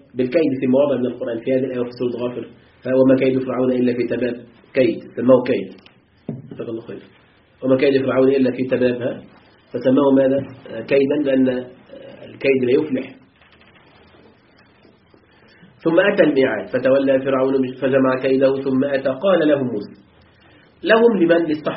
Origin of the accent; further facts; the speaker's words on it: Egypt; موجود عندنا في مصر يعملون به أحيانا